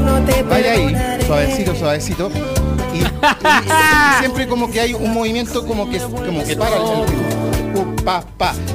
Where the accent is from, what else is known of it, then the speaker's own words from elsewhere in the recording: La Pintana, Santiago Metropolitan Region, Chile; born there; Soy como soy. La gente déjame ser. Nací en la Pintana.